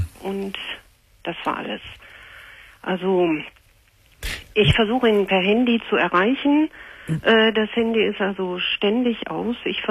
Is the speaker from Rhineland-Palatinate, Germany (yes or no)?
no; North Rhine-Westphalia, Germany; Ich komme also hier aus dem Ruhrgebiet.